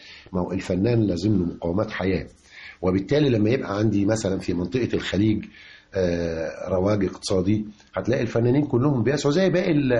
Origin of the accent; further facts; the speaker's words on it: Egypt; هي الجذور هي أصل الشجرة الحقيقية عندنا في مصر